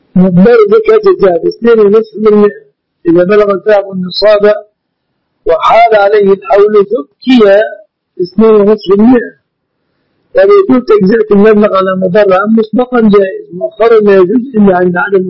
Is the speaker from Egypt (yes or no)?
yes; Egypt; لكن هذه لغتنا في مصر.